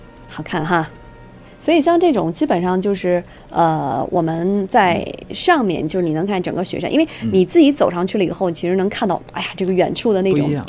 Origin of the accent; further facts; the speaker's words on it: Beijing, China; 比如像北京的，像我们北京人啊，像比如说长城啊，